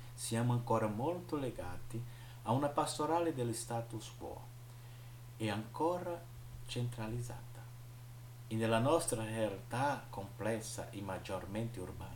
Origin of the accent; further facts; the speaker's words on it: Penedo, Alagoas, Brazil; io vengo dalla diocesi di Penedo, stato di Alagoas, nord-est brasiliano